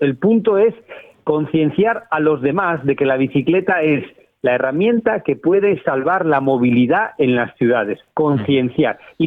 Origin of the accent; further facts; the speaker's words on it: Asturias, Spain; He hablado con una organización de mi tierra, de Asturias